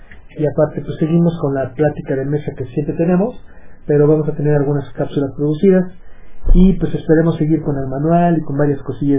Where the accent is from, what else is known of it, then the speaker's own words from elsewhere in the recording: Mexico; Pero te invito así desde aquí, o sea, como mexicano